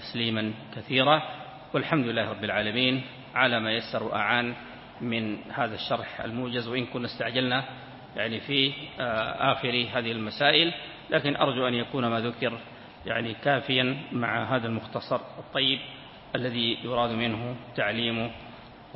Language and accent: Arabic; Sudan; كان عندنا في السودان